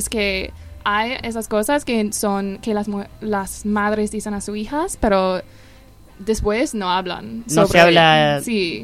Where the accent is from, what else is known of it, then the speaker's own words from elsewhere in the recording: United States; now in Argentina; Sí, soy de los Estados Unidos y estoy haciendo un proyecto de investigación